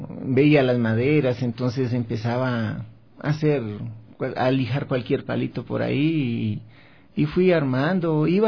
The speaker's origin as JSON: {"language": "Spanish", "town": "Cali", "region": "Valle del Cauca", "country": "Colombia", "tie": "born or raised there", "also_born_or_lived": "Pereira", "said": "Estuvimos en Cali, que fue mi nacimiento, mi niñez. De ahí nos fuimos a la ciudad de Pereira, Risaralda, una ciudad muy bonita"}